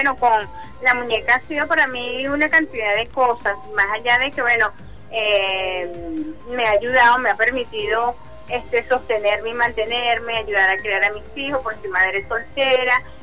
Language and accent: Spanish; Venezuela; nuestro arraigo como venezolanos y venezolanas